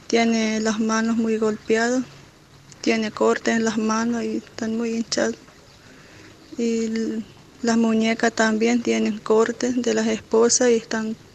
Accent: Ingeniero Juárez, Formosa, Argentina; soy de Ingeniero Juárez Formosa.

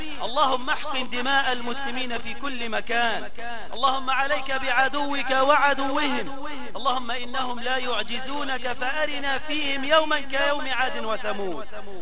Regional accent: Egypt; اللهم إنا نسألك أن تجعل بلدنا مصر هذا أمنا أمانا رخاء مطمئنا

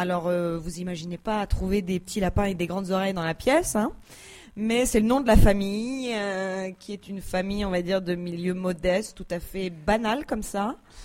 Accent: Erquy, Brittany, France; on a une date en province, chez moi, à Erquy, en Bretagne

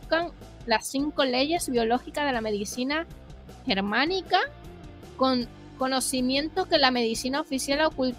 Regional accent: Venezuela; Yo como buena venezolana también elegiría

